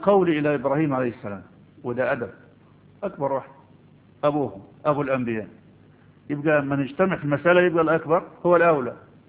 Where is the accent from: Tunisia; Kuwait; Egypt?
Egypt; هنقول ما عندنا في مصر نسكت